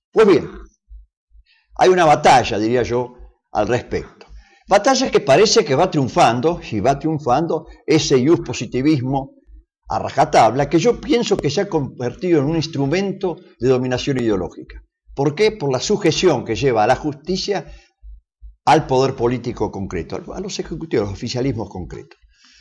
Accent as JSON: {"language": "Spanish", "country": "Argentina", "said": "como ciudadanos argentinos, católicos argentinos, como laicos argentinos"}